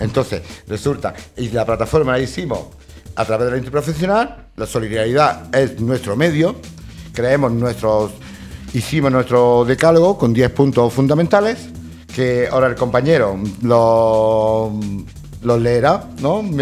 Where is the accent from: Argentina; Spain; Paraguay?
Spain; Porque nosotros somos españoles.